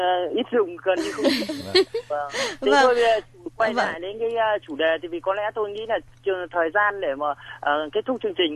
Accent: Hưng Yên, Vietnam; Không, quê mình ở Hưng Yên.

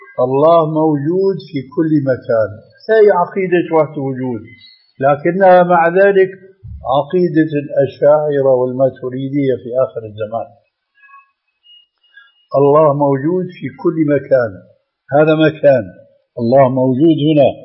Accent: Syria

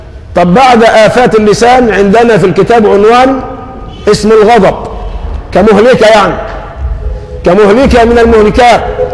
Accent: Egypt; نحن كمصريين نسأل الله لمصر العافية، كمصريين

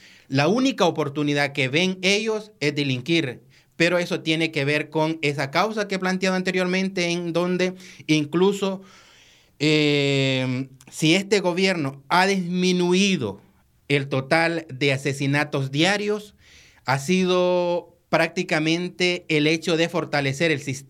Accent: Morazán, El Salvador; muy preocupante para nosotros como salvadoreños

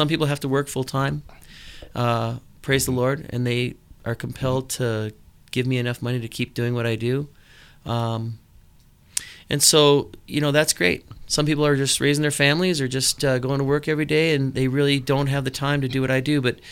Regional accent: Minnesota, United States; Well, I'm originally from Minnesota. I grew up ski racing, and I was a member of the U.S. ski team

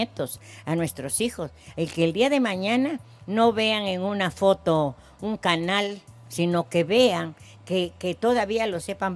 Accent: Veracruz, Mexico; moved away; Vengo del estado de Veracruz, a donde toda la gente es muy jacarandosa, les gustan las claro. posadas.

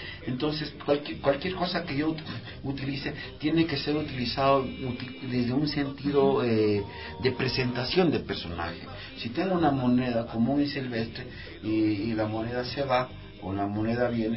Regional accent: Ecuador; Yo soy un longo ecuatoriano.

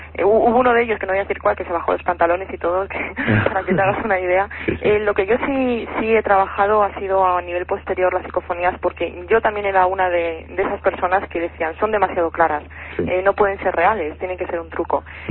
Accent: Madrid, Community of Madrid, Spain; now in Albacete, Spain; Bueno, paisana no, porque yo soy de Madrid. Lo único que... No. Mira tú por dónde iba a dar a parar aquí a Albacete.

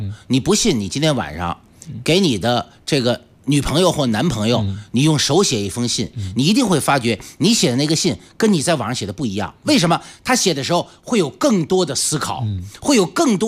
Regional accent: China; 我们中国人讲辩证法，世界人也讲辩证法

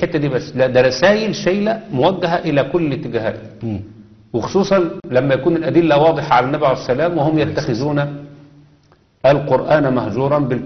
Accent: Egypt; زي عندنا في مصر كده، احنا عندنا في مصر عامة الناس عندها حياء

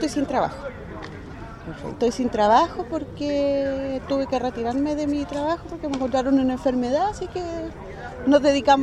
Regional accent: Santiago Metropolitan, Chile; yo vivo hace 35 años aquí, nacida y criada aquí en la Villa Olímpica.

